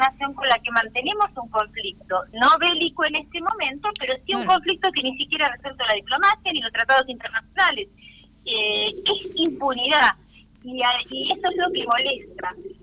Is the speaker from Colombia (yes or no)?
no; El Palomar, Buenos Aires Province, Argentina; para asimilarla como argentina, como palomarense, porque nosotros, por ejemplo, escuchamos la madrugada del 2 de abril un movimiento muy grande en 1982